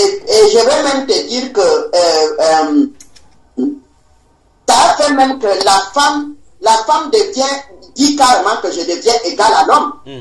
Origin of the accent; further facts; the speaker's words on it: Gabon; je suis venu du Gabon